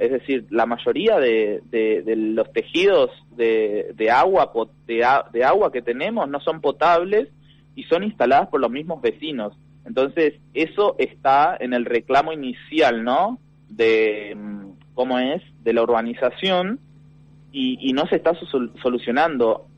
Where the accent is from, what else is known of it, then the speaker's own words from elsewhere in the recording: Buenos Aires, Argentina; Yo soy de la Villa 2124 y tenemos diferentes problemáticas.